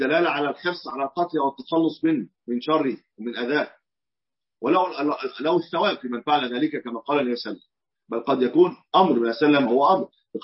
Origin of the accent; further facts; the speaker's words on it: Egypt; وهي ما يسمى عندنا في مصر البرص